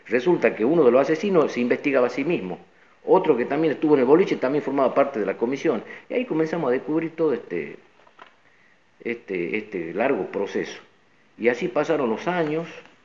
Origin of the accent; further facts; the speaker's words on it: Tartagal, Salta, Argentina; venimos nosotros de Tartagal. Yo me enteré en Tartagal como cualquier tartagalense